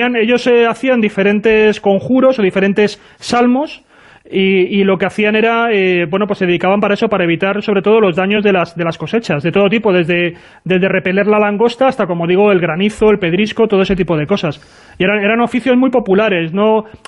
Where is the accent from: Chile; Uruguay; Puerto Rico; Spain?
Spain; Community of Madrid; now in Castilla-La Mancha, Spain; yo soy madrileño, pero bueno